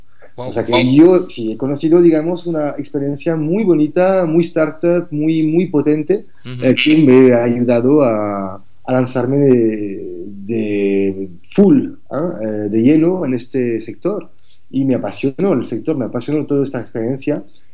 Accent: France; Spanish is a second language; now in Barcelona, Spain; yo soy, bueno, como se nota con mi acento, soy francés. Llevo más de 13 años trabajando aquí en Barcelona.

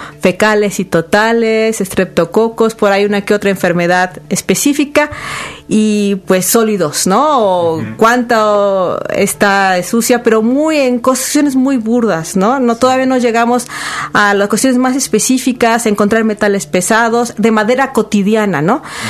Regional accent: Orizaba, Veracruz, Mexico; de la zona que yo soy originaria, de Orizaba

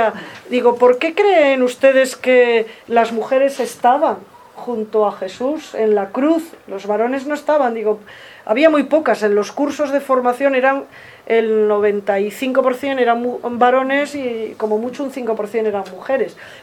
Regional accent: León, Castile and León, Spain; Bueno, yo soy de León. En León hace mucho frío y hiela mucho, o helaba, ya no sé si hiela.

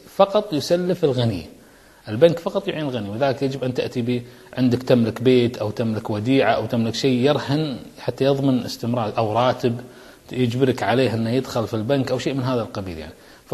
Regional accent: Kuwait; مجتمعات كسلانة ما عندنا بالكويت

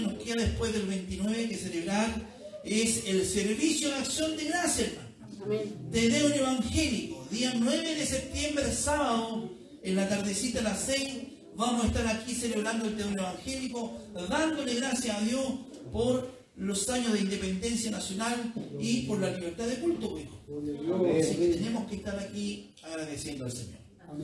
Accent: Chile; el problema somos los chilenos que siempre andamos con rodeos y buscando por aquí para no herir

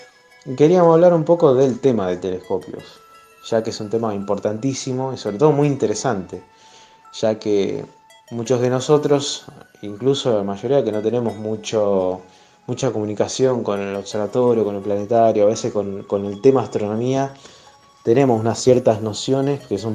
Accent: Rosario, Santa Fe, Argentina; de Rosario, en este caso seguimos con la columna de astronomía

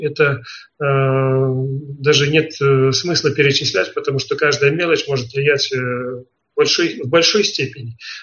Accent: Belarus; now in Poland; я проживаю в Польше, родом я из Белоруссии

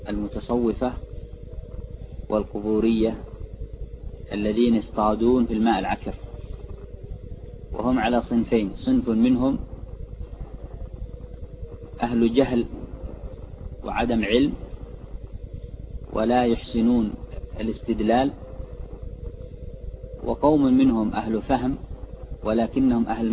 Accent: Yemen; هذا عندنا في اليمن أو في من هو حولها

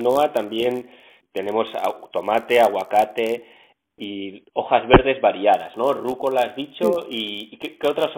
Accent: Navarre, Spain; de donde yo soy, en el norte de España, en Navarra, hay tradición de muy buena huerta

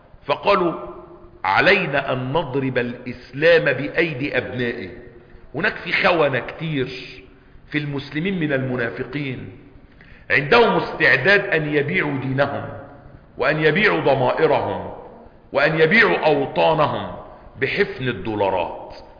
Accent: Cairo, Cairo Governorate, Egypt; إحنا عندنا بيوت هنا في القاهرة

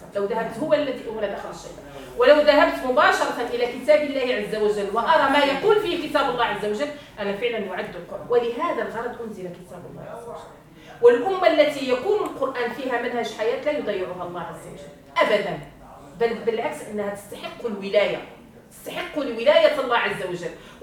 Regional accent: Morocco; وإنما يدعى القرآن في الليلة الأولى عندنا في المغرب

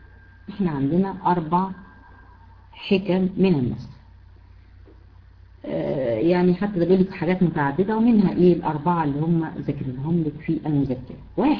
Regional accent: Egypt; حتى احنا عندنا في مصر ليه كذا اسم

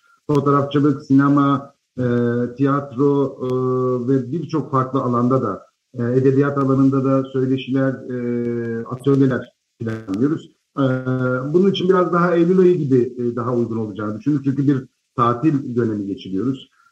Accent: İzmir, Turkey; Burada doğdum, burada büyüdüm. Üniversiteyi burada okudum. Sadece memuriyet için 2 yıl İzmir dışına çıktım. Sonra yüksek lisansla koşa koşa geri döndüm. Biz İzmirliler kentimizi çok seviyoruz.

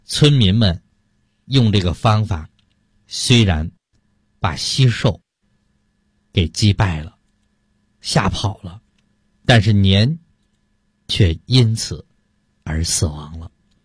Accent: Heilongjiang, China; 小的时候我出生在东北的黑龙江非常偏僻的一个山村，

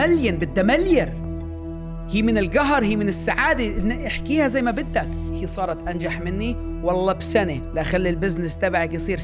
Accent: Amman, Amman Governorate, Jordan; moved away as an adult; زلمة فلسطيني الأصل، انولد وكبر بالأردن. طلعت من كبرت بالأردن لحد 18 سنة، خلصت توجيهي بالأردن، كبرت في ماركة الشمالية حي العبدالله من أجين للعمر 18 سنة، يعني خلصت توجيهي بالأردن.

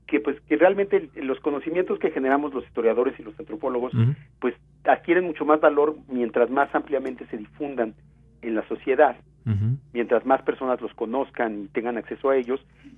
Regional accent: Mexico; hoy los mexicanos del siglo XXI definimos quiénes somos como mexicanos

